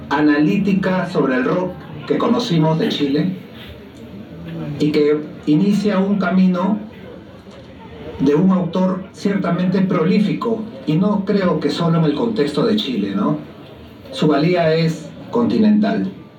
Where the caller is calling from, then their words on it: Lima, Peru; Me quiero sumar desde Lima, Perú, a este homenaje